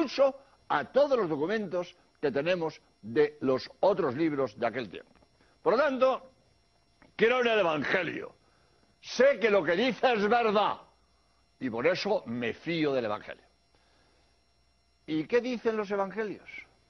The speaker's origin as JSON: {"language": "Spanish", "country": "Spain", "said": "español y he venido a Birmingham a grabar 13 espacios"}